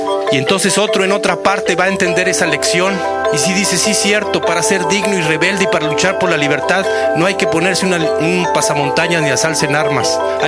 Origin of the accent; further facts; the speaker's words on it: Mexico; Vamos a salvar este país como mexicanos y mexicanas que somos de abajo